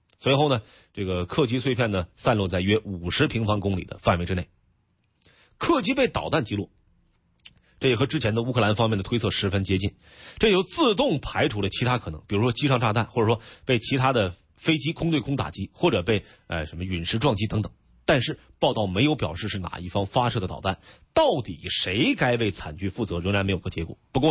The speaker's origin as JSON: {"language": "Chinese", "region": "Northeast China", "country": "China", "accent": "Northeast Chinese", "said": "就我有点东北话是吧？"}